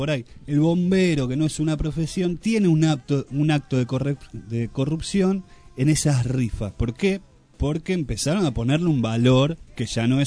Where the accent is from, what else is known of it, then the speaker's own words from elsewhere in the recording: Argentina; somos así los argentinos.